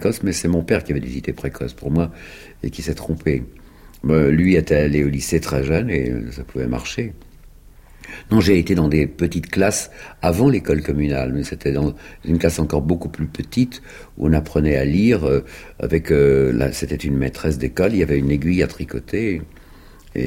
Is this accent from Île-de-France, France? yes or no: no; Bègles, Nouvelle-Aquitaine, France; je suis né à Bègles, dans la banlieue de Bordeaux. On avait un grand jardin, et dans ce grand jardin, j'avais 3 ans et demi quand les Américains sont arrivés en 1917. Je suis né en février 1914.